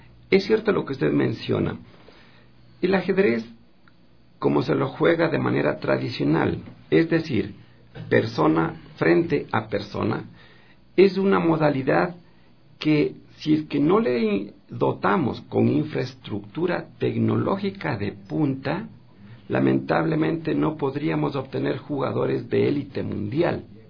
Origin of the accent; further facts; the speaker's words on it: Ecuador; soy el único ecuatoriano con un puntaje tan alto